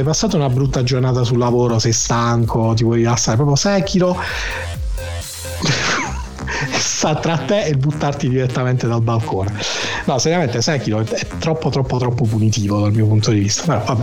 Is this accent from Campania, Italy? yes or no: no; Apulia, Italy; Avete ragione, ragazzi, sono pugliese, perdonate, ho questa inflessione orrenda.